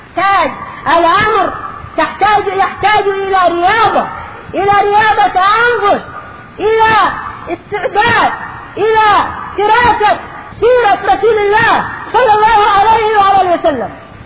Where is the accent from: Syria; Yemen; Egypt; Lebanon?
Yemen; موجود عندنا باليمن. ماذا اقول لك، ماذا اقول لهم وانا في مصر